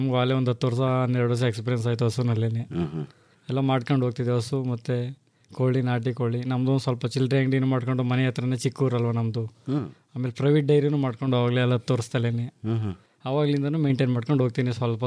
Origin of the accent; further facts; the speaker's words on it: Karnataka, India; ನಾವು ಕಾಪ್ನಲ್ಲಿ, ಬುಕ್ಕನಕೆರೆ ಹೋಬಳಿ, ಕೆಆರ್ಪೇಟೆ ತಾಲೂಕು, ಮಂಡ್ಯ ಜಿಲ್ಲೆ.